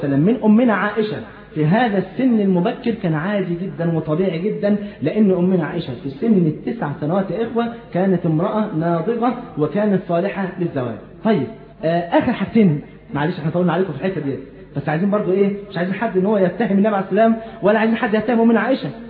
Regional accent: Egypt; يعني على سبيل المثال احنا عندنا في مصر هنا كان مثلا من 40-50 سنه

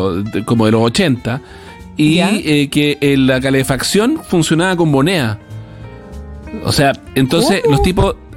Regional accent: Temuco, Araucanía, Chile; Chuta, pero yo soy de Temuco

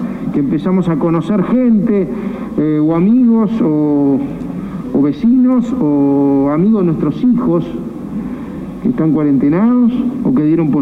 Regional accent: Uruguay; Y preocupado como uruguayo, obviamente como gobernante, pero sobre todo como uruguayo.

